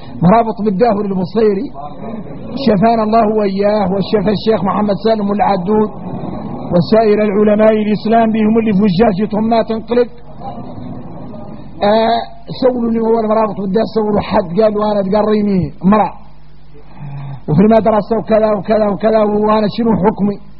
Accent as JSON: {"language": "Arabic", "country": "Mauritania", "said": "احنا موريتاني من العاري ثم العار"}